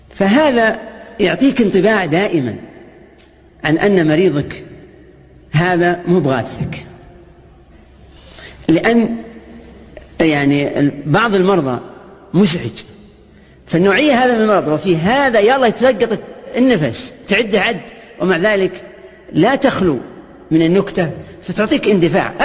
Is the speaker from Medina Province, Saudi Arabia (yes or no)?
no; Al Majmaah, Riyadh Province, Saudi Arabia; أنت من وين؟ أنا من المجمعة.